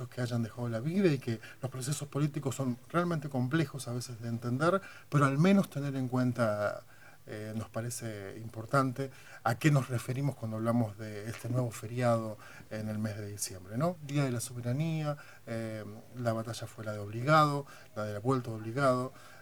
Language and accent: Spanish; Argentina; para aquellos que somos argentinos